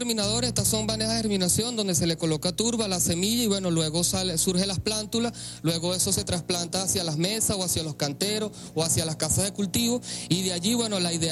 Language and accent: Spanish; Venezuela; Bueno, sí, como viviendo venezolano